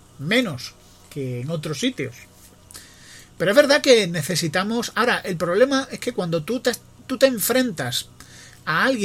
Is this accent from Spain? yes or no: yes; Spain; los catalanes son mis vecinos, mis compatriotas, y como españoles